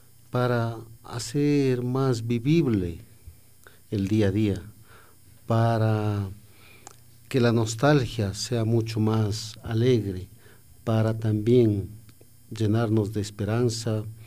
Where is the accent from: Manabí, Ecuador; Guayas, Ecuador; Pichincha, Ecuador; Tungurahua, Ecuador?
Pichincha, Ecuador; Machachi; yo vengo del Cantón Mejía, soy exactamente de Machachi